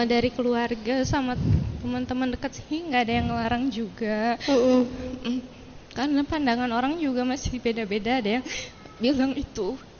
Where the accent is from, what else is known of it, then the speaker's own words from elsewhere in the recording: Bandung, West Java, Indonesia; Saya dari Cijambe.